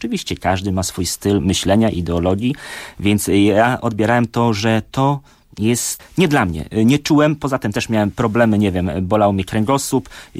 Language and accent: Polish; Kętrzyn, Warmian-Masurian Voivodeship, Poland; Urodziłem się w niewielkim mieście Kętrzyn na Mazurach, gdzie jak miałem 10 lat, chodziłem zawsze po szkole na stadion